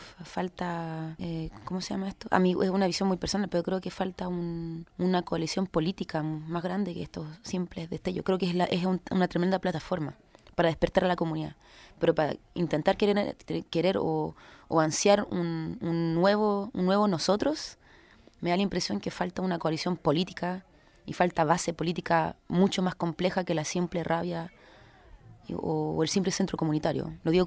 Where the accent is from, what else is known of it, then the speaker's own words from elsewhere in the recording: Chile; a mí misma me cuesta entenderlo, como siendo chilena